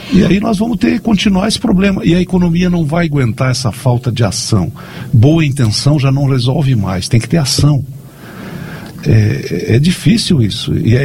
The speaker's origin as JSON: {"language": "Portuguese", "country": "Brazil", "said": "mas como brasileiro eu entendi que as condições tinham se esgotado, né?"}